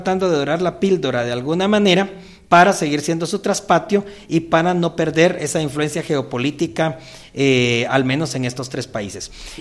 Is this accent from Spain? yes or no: no; Guatemala; de nuestra perspectiva como guatemaltecos y guatemaltecas